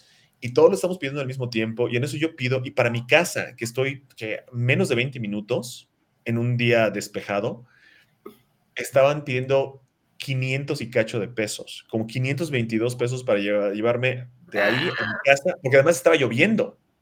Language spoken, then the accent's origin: Spanish; Yucatán, Mexico; me quedó un poquito muy chico porque soy cabezón, porque soy de Yucatán.